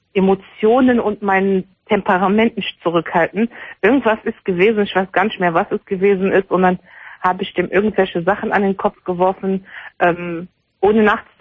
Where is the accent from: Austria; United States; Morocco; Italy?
Morocco; Ich bin Marokkanerin.